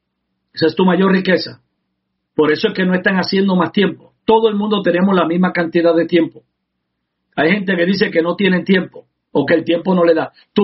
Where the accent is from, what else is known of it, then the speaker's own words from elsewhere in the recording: Puerto Rico; como los puertorriqueños cuando comemos arroz, que siempre queremos la parte de abajo